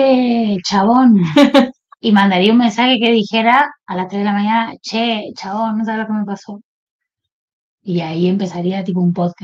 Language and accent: Spanish; Santa Fe, Argentina; en Santa Fe tenemos eso, pero no marcamos las heces, por ejemplo. De hecho, me preguntan mucho si soy andaluza.